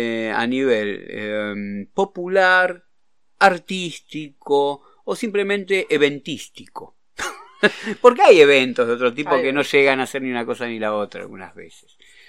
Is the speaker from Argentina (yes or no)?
yes; Merlo, Buenos Aires Province, Argentina; Merlo, que es 6 veces la población, 600.000 habitantes hay en Merlo, de donde yo soy oriundo